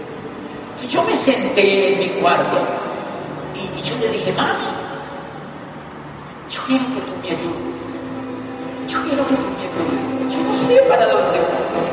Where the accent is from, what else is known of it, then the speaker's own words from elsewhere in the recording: Colombia; yo soy un estudiante de doctorado, soy colombiano, yo quiero hacer ese negocio.